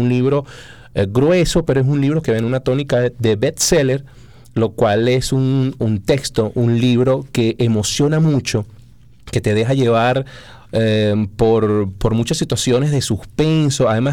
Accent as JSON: {"language": "Spanish", "country": "Venezuela", "said": "Como venezolanos, uno se ve retratado en eso."}